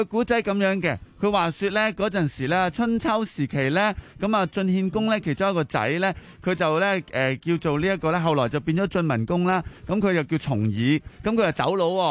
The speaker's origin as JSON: {"language": "Cantonese", "country": "Hong Kong", "said": "我哋香港人咧突然间多咗学识咗一个名词"}